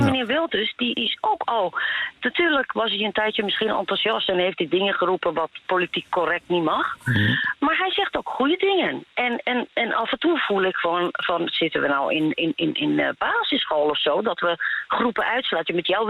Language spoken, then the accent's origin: Dutch; Netherlands; ik ben geen blonde Nederlander, maar ik ben een Nederlander.